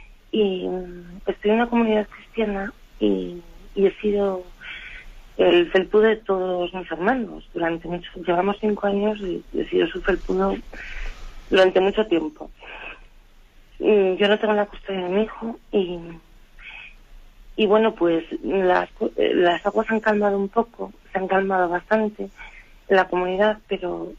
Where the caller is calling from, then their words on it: Madrid, Community of Madrid, Spain; de Madrid.